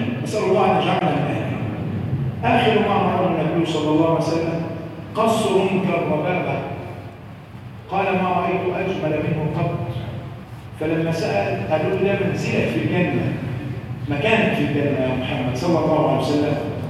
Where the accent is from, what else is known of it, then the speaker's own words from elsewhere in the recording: Egypt; اللهم احفظ بلادنا مصر من كل مكروه وسوء